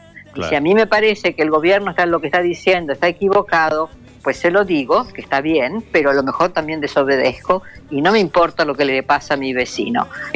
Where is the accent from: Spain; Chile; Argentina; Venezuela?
Argentina; born there; nací en la Argentina, nadie me dice nada